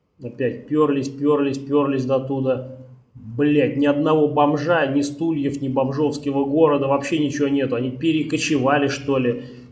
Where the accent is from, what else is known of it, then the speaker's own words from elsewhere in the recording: Moscow, Russia; Ну, я из Москвы, не очень приятно.